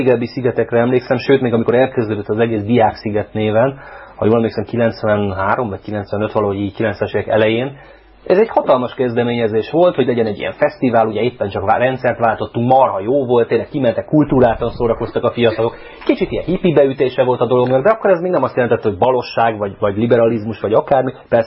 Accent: Budapest, Hungary; Én elmondhatom, mert a 13. kerületben onnan származom, tehát elég sokáig éltem.

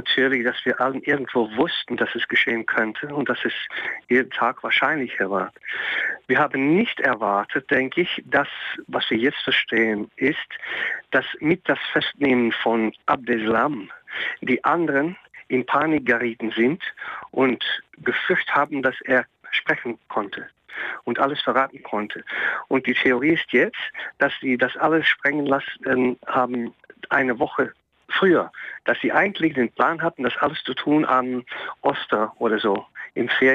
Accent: Belgium; German is a second language; weil wir natürlich als Belgier immer hochten, dass wir mit Ironie leben können, dass wir eine offene Gesellschaft haben, dass wir nicht rassistisch sind

